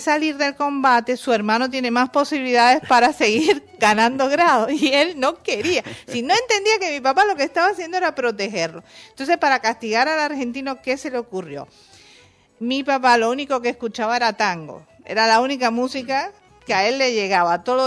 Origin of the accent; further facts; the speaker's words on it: Cuba; vivimos una infancia, una juventud muy tranquila, muy normal, muy cubana, con las mismas carencias y con las mismas cosas lindas de mi pueblo. Y crecimos así.